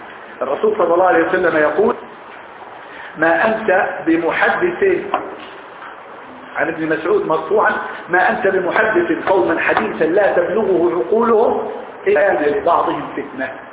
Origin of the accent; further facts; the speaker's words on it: Egypt; وإحنا عندنا في مصر العامية عامية المثقفين عامية راقية عامية نتكلم بها